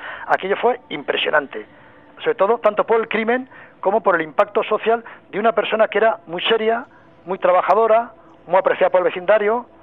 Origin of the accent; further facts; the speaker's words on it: Pamplona, Navarre, Spain; yo soy de Pamplona